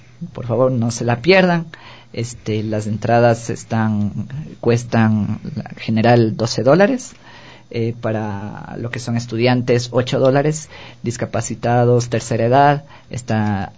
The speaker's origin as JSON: {"language": "Spanish", "town": "Quito", "region": "Pichincha", "country": "Ecuador", "said": "no nos están ofreciendo lo que nosotros necesitamos como ecuatorianos, a lo menos como ecuatorianos, como quiteños"}